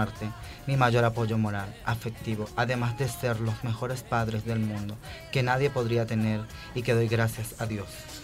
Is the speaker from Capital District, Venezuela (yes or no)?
no; Boconoito, Portuguesa, Venezuela; está hecha en la casa de mi infancia hace 33 años, en Boconoito, estado portuguesa de mi país, Venezuela.